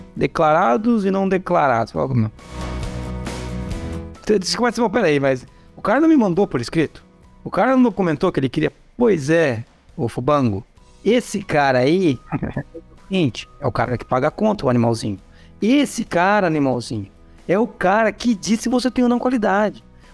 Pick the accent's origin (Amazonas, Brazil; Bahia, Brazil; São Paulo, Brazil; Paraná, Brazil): Paraná, Brazil; Foz do Iguaçu; Até o oeste, lá onde eu vim de Foz do Iguaçu. Então eu sou Foz do Iguaçuíno, né? Como dizer, eu vim de Foz do Iguaçu.